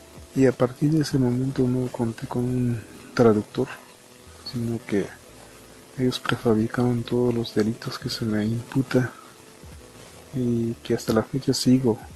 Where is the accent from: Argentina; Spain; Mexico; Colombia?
Mexico; San Juan Chamula, Chiapas; born there; first language Tzotzil; Spanish is a second language; Mi lengua materna es el dialecto tzotzil y yo nací en el paraje Romerillo, municipio de San Juan Chamula. Bueno, yo me definiría como parte de un pueblo indígena por, ahora sí, nuestras fiestas tradicionales y nuestros usos y costumbres